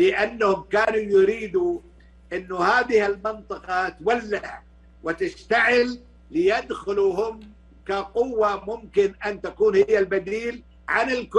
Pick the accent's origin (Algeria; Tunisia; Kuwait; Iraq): Kuwait; أنا ما طلعت من الكويت